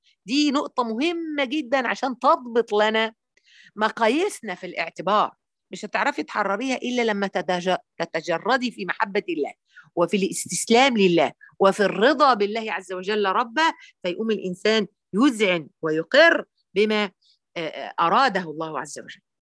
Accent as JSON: {"language": "Arabic", "country": "Egypt", "said": "وبعدين أنا بقى مصرية أصيلة، فجوزها اتجوز عليه، كنا في السعودية"}